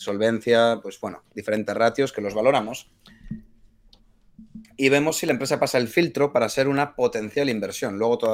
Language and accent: Spanish; Bilbao, Basque Country, Spain; de Bilbao